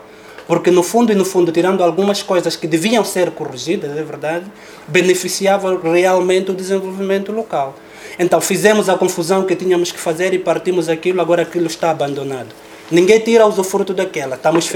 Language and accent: Portuguese; Lubango, Huíla, Angola; E sou do Lubango também. Então, para dizer que conheço a realidade.